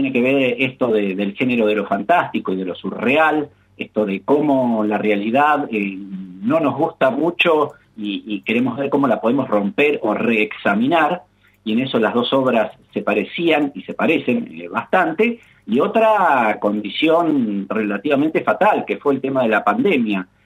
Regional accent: Mar del Plata, Buenos Aires Province, Argentina; nosotros que vivimos permanentemente, la tenemos como paisaje incluido desde que nacemos, los que nos nacimos y criamos en Mar del Plata, esta rara frontera de las dos pampas, la pampa seca y verde y la pampa líquida y azul.

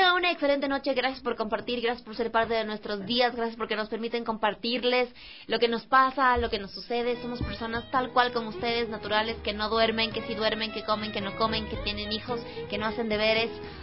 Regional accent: Ecuador; como ecuatorianos nosotros tenemos un sinfín de comidas y de variedad de comidas, porque nuestra tierra es riquísima en absolutamente todo

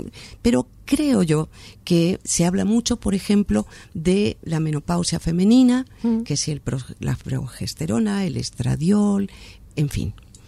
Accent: Argentina; Bueno, como yo soy argentina

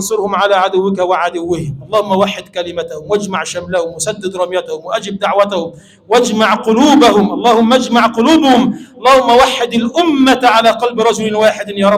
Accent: Egypt; اللهم اجعل بلدنا مصر بلدا آمنا مطمئنا سخاء رخاء

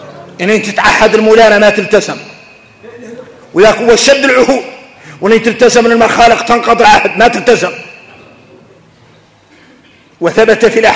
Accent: Mauritania; واحنا موريتاني

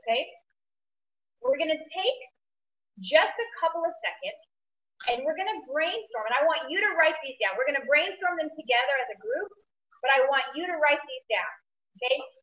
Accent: Australia; she heard that I was from Australia

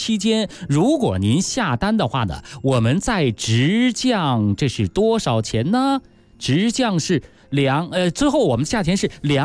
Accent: Beijing, China; 其实咱们北京人呢，对于吃鱼啊，应该说我们这个本地呢是不出鱼的

